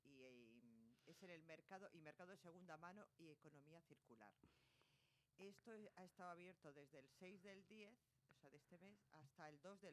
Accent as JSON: {"language": "Spanish", "town": "Bilbao", "region": "Basque Country", "country": "Spain", "said": "Porque sí, porque nosotros somos así, los de Bilbao."}